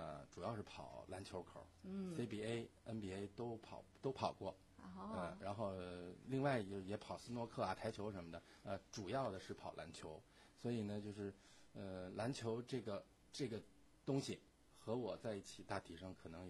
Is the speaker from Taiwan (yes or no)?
no; Beijing, China; 我本人出生在北京，中学时代我是在一个北京的篮球传统校北京二十二中上学一上上六年